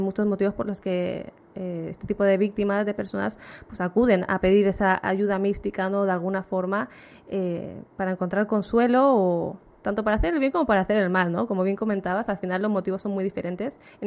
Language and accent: Spanish; Alicante, Valencian Community, Spain; Yo soy de Alicante, no sé si te lo he dicho.